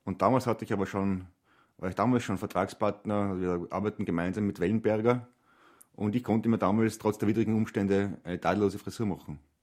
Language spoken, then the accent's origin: German; Trentino-Alto Adige, Italy; obwohl ich ein einfacher Mensch aus den Bergen bin, aus den Südtiroler Bergen, sehr stolz darauf, kam aus einfachen Verhältnissen